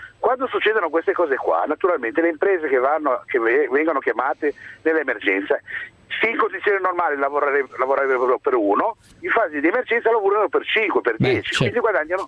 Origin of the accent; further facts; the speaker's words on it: Genoa, Liguria, Italy; Allora, io sono di Genova